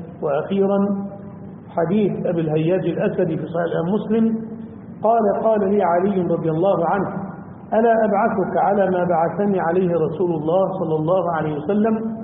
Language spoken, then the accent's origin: Arabic; Damietta, Damietta Governorate, Egypt; أو يعمل خشب زي عندنا في دمياط مثلا